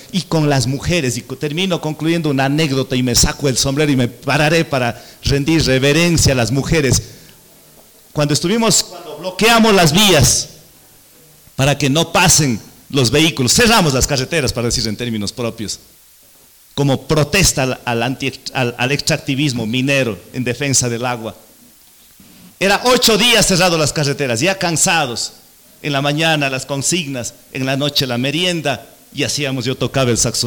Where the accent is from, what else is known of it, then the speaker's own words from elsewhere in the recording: Cuenca, Azuay, Ecuador; más frío que aquí en el Pasto, donde mi tierra en Cuenca